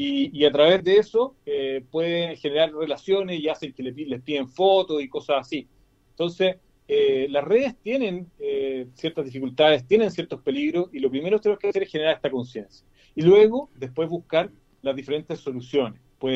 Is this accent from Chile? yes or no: yes; Chile; nosotros somos los chilenos con la emoción a flor de piel.